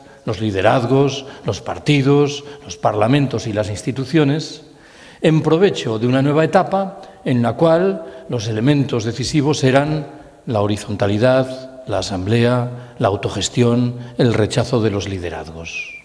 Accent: Galicia, Spain; Yo soy gallego, en el caso de Galicia esa población es Betanzos.

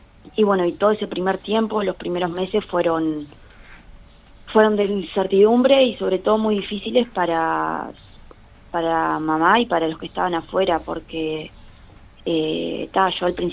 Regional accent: Paysandú, Uruguay; Soy de Paysandú

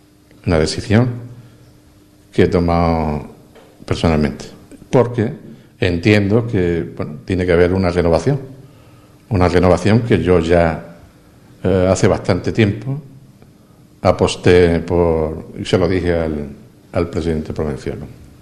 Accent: Ubrique, Andalusia, Spain; agradecer de corazón el apoyo que siempre los ubriqueños me han dado. Eso es un verdadero orgullo, haber defendido los intereses de mi pueblo.

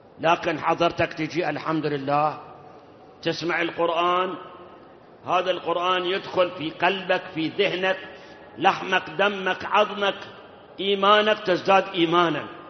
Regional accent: Iraq; وأما أكو بعض البلاد، بلاد حتى عندنا بالعراق غير الملح ما بيها شيء

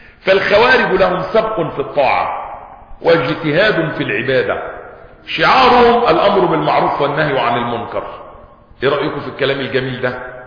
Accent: Egypt

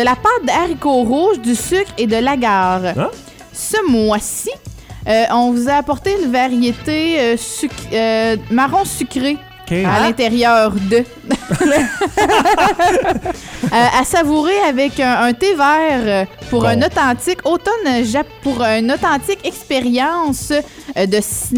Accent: Quebec, Canada; Je viens de la Gaspésie, OK?

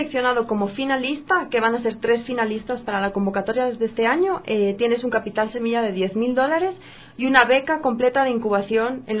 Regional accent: Spain; now in Quito, Ecuador; Yo soy española, llevo viviendo 7 años aquí

